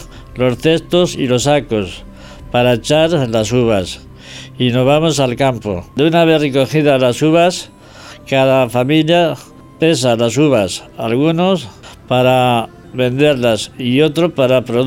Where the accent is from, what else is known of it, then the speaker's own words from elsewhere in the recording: San Juan de la Nava, Castile and León, Spain; la historia de mi pueblo, San Juan de la Nava. Un pequeño pueblo de unos 500 habitantes, situado en la provincia de Ávila, a 30 kilómetros de la ciudad.